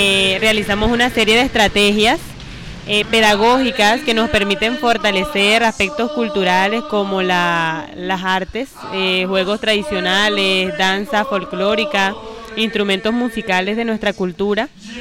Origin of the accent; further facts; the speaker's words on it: Uribia, La Guajira, Colombia; yo soy de Uribia, vengo en este día de hoy a trabajar por nuestra cultura, soy guayú